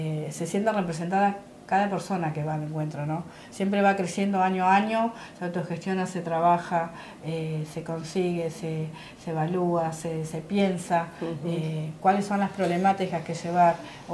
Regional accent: Buenos Aires, Argentina; nosotros somos de Buenos Aires y por ahí gestionamos más

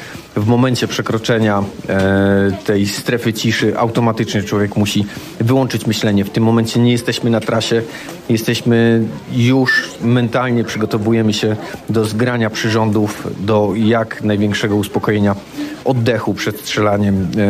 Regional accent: Duszniki-Zdrój, Lower Silesian Voivodeship, Poland; Jestem stąd, jestem rodowitym duszniczaninem.

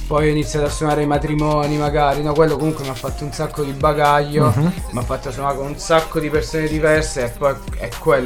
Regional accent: Sapri, Campania, Italy; io sono partito da Sapri, che è un paesino in provincia di Salerno.

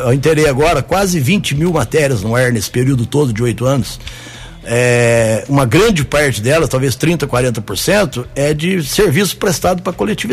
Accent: Caldas, Minas Gerais, Brazil; now in Guaxupé, Brazil; O nome, você imagina, chegar da cidade, eu vim de Caldas, né? Estava 3 anos da cidade.

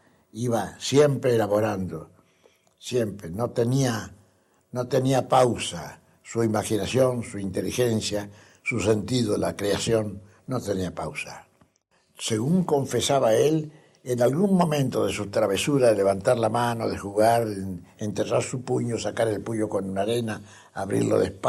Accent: Argentina; en mi país, acá en la Argentina y aquí en Córdoba

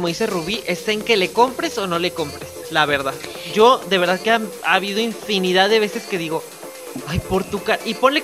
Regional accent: Mexico; también como mexicanos y como...

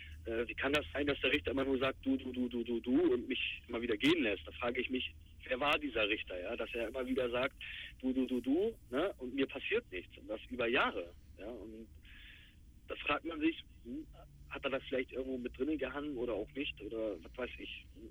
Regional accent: Bremerhaven, Bremen, Germany; born there; Ich bin gebürtiger Bremerhavener, ich habe einen deutschen Pass

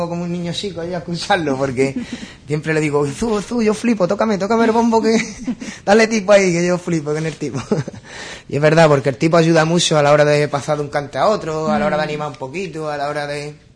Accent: Ubrique, Andalusia, Spain; todos los que somos de Ubrique estamos en España

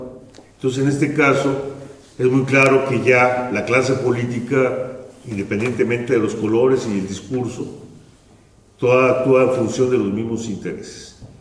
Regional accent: Oaxaca, Mexico; yo vengo del Istmo de Tehuantepec, que es una región más al sur. Estamos casi en frontera con Chiapas. De hecho, una parte de Chiapas es esta zona del Istmo de Tehuantepec, que es la parte más estrecha de México.

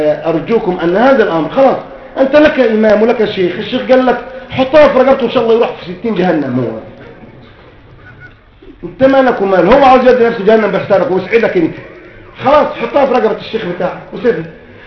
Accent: Egypt; زي دكتور علي جمعه عندنا في مصر مرجعيه للمسلمين في مصر

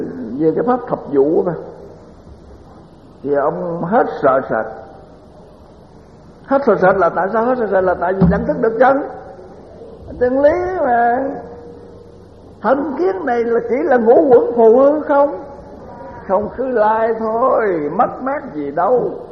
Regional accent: Mỹ Tho, Tiền Giang, Vietnam; Còn tôi thì tôi nói tôi là người Mỹ Tho, cũng là Nam Bộ, mà nếu nói theo cái đời Pháp thì gọi là Nam Kỳ.

